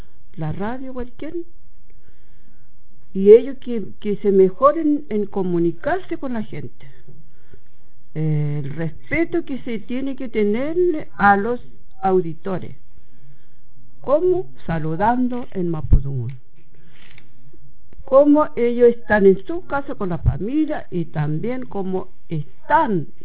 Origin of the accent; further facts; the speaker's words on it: Isla Huapi, Los Ríos, Chile; soy de la Isla Guapi.